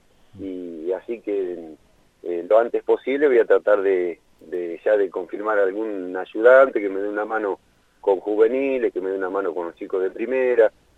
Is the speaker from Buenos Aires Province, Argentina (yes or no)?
yes; Lincoln, Buenos Aires Province, Argentina; yo nací, soy de Lincoln. Jugué casi toda mi carrera en Rivadavia de Lincoln.